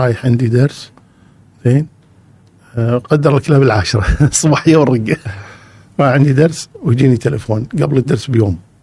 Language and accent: Arabic; Kuwait; أذكر مشكلة عندنا بالكويت